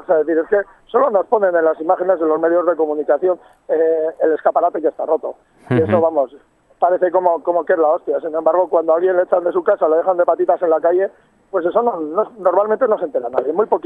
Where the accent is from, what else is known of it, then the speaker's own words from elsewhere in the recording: Basauri, Basque Country, Spain; Yo soy basauritarra, soy de Basauri.